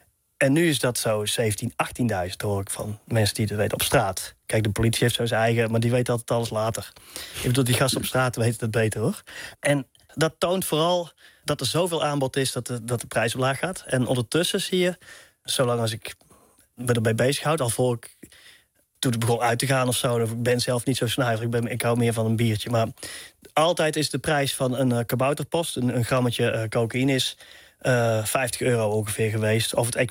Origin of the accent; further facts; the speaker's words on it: Tilburg, North Brabant, Netherlands; Een heel groot pand hadden we dan in Tilburg, waar ik vandaan kom.